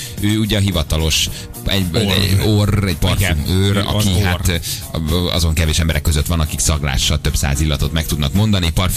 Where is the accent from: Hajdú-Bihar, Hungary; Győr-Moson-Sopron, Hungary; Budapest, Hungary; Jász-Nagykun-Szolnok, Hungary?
Hajdú-Bihar, Hungary; Hajdúsági vagyok én is